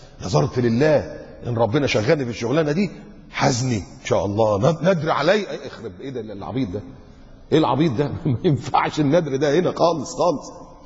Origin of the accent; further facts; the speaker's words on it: Egypt; ده في مساجد عندنا في مصر في الأضرحة الضريح